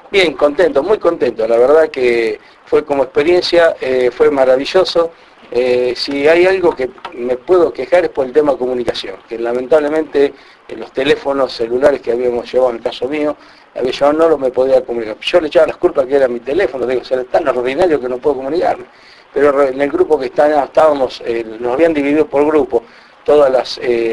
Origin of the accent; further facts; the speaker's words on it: Buenos Aires Province, Argentina; yo soy de la provincia de Buenos Aires, le digo, 250 kilómetros de Capital.